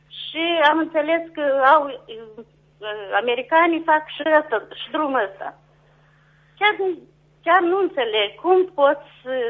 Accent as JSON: {"language": "Romanian", "town": "Negureni", "region": "Telenești District", "country": "Moldova", "said": "Eu sunt de la Negurente Lenești"}